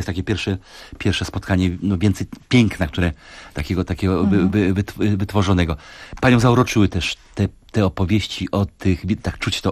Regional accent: Kraków, Lesser Poland, Poland; Ja to pamiętam jako krakowianin ze swojego dzieciństwa

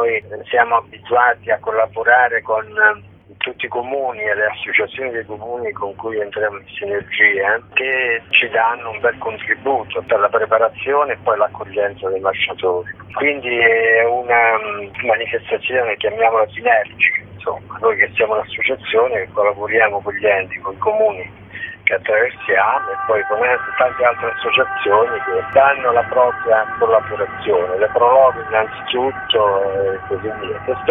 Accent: Molise, Italy; per poi arrivare a un paesino del Molise, che poi è il mio paese

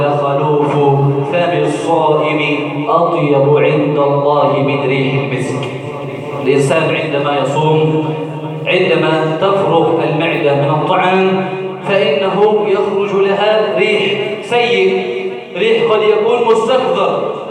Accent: Egypt; اللهم إنا نسألك أن تجعل بلدنا مصر سخاء رخاء

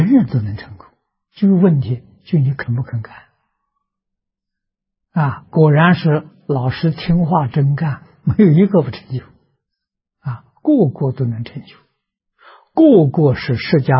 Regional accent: China; 我们是中国人，为什么去学印度人的？

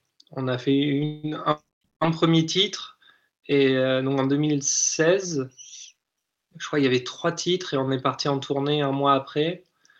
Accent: Limoges, Nouvelle-Aquitaine, France; Moi, je suis de Limoges, donc c'est à peu près à 1 heure, 1 heure et demie de route de Tulle.

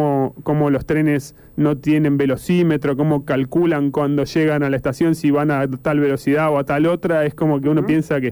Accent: Buenos Aires Province, Argentina; Sí, nosotros somos de acá, de Zona Oeste, y tomamos el Sarmiento a diario para ir a trabajar

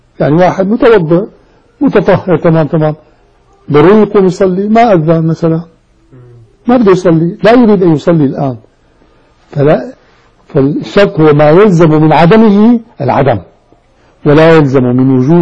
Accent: Damascus, Damascus Governorate, Syria; سكن عندنا في دمشق

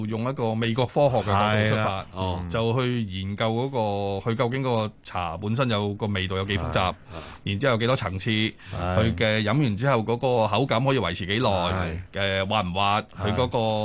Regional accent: China; 我哋中國人對於茶嘅了解、茶嘅認識

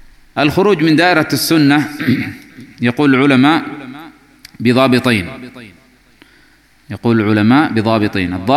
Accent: Yemen; نحن عندنا في اليمن نفتقد إلى قوة هذا الإنترنت.

